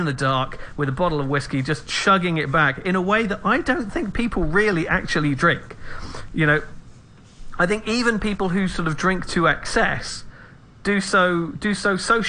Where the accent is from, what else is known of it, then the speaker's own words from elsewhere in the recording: England, United Kingdom; I think that you're an Englishman, I'm an Englishman, and I think there is a European sensibility or attitude towards drinking